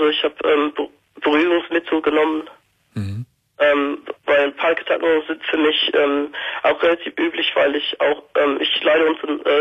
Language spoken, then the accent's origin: German; Birmingham, West Midlands, United Kingdom; German is a second language; now in Germany; Nee, von Birmingham. Der bist von England. Also ich bin seit vor fünf Jahren nach Deutschland gezogen.